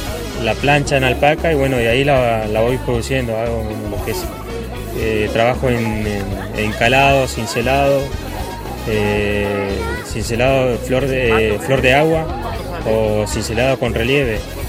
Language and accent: Spanish; Puerto Madryn, Chubut, Argentina; Yo soy de Puerto Madryn.